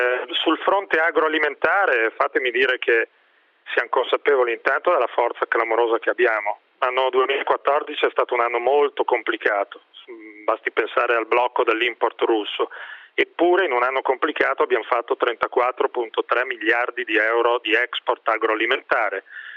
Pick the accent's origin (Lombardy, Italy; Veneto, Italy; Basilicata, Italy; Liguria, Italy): Lombardy, Italy; Io ho una parola sola e su questo lo dico da lombardo